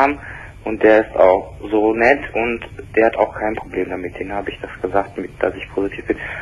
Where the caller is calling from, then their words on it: Saxony, Germany; auch bei uns in Sachsen, weil das ist eine kleine Ort.